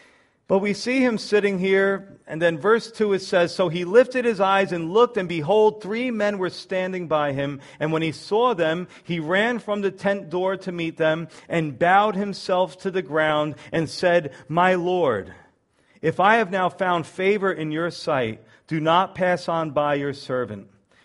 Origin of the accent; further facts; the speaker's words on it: New York, United States; You know, now I'm a New Yorker. I'm always thinking somebody's trying to scam me, right?